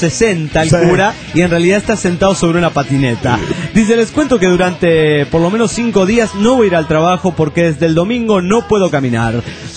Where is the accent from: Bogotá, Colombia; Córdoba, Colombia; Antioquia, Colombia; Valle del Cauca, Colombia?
Valle del Cauca, Colombia; Tuluá; Tuluá, mi tierra natal, amenazaron a la policía